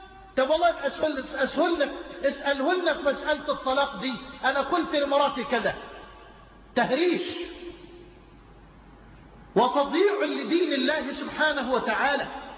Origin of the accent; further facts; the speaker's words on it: Egypt; الى مصر، الى بلدنا مصر